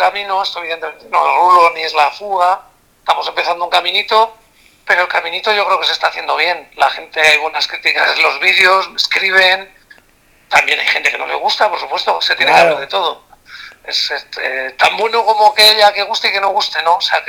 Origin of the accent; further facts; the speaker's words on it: Santander, Cantabria, Spain; en mi tierra, en Santander.